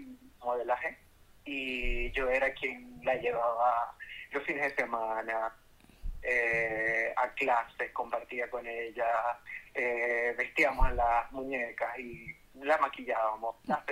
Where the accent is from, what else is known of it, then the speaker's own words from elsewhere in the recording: Venezuela; porque en el contexto en el que vengo, soy venezolana